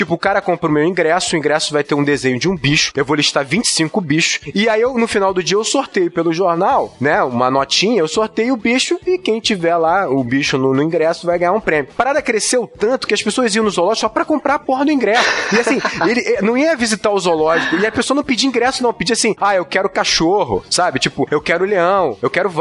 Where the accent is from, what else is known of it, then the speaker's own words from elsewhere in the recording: Rio de Janeiro, Brazil; Eu sou carioca, faz parte da parada